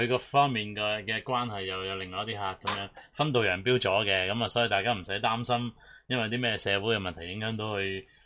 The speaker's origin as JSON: {"language": "Cantonese", "country": "Hong Kong", "said": "咁你咪即系我哋香港人嗰种传统之中"}